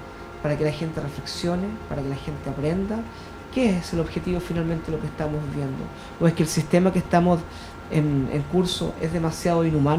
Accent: Puente Alto, Santiago Metropolitan, Chile; gente como nosotros, que somos de Bajos de Mena, humildes, sencillas, que lo a veces vivimos al día

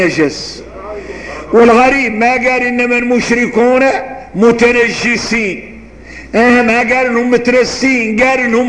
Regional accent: Mauritania; واحنا موريتاني

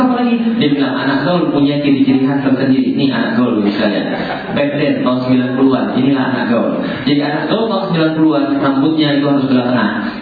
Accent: Palembang, South Sumatra, Indonesia; moved away as an adult; also born or lived in Bogor; Saya meninggalkan kota asal saya Palembang, kemudian kuliah ke Bogor, kemudian balik lagi setelah 13 tahun. 13 tahun gak pernah lihat kota Palembang

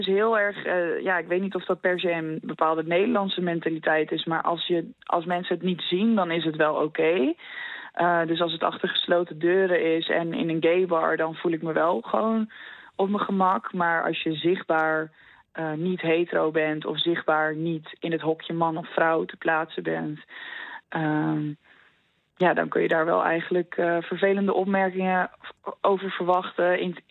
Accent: Putten, Gelderland, Netherlands; Ik kom uit Putten op de Veluwe. Een vrij conservatief christelijk dorp.

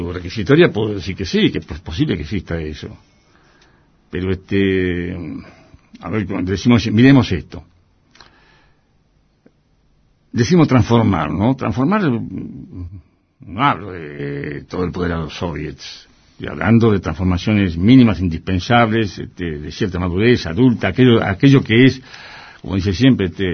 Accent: Argentina; Yo soy un gaucho gringo. Todos mis valores, mis dialécticas corporales tienen que ver con el mundo de la chacra, tienen que ver con lo que era mi viejo, con lo que era mi familia

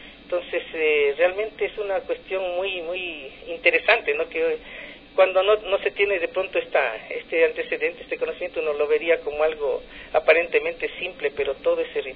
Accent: Quito, Pichincha, Ecuador; yo creo que los quiteños y todos debemos tener esa predisposición de rescatar la identidad como quiteños, y la identidad nuestra está en la historia.

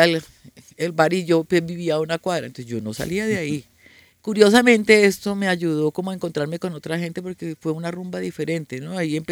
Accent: Buga, Valle del Cauca, Colombia; also born or lived in Bogotá; Se me salió el bugueño, Yo nací en Bogotá, pero me crié en el Valle, en Buga.

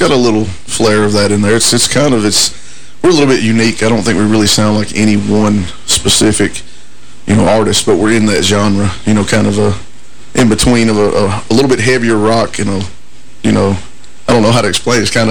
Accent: New Johnsonville, Tennessee, United States; now in Clarksville, United States; I'm the lead singer. I'm from New Johnsonville, Tennessee, and I've lived here in Clarksville for about 20 years now, so.

